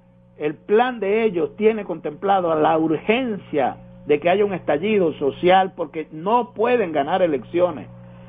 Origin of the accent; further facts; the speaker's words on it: Venezuela; el hombre que nos está representando como venezolanas y venezolanos